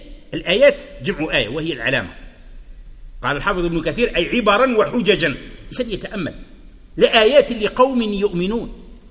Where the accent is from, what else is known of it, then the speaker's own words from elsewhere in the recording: Algeria; يقول أنه كان مرة هنا عندنا في الجزائر هكذا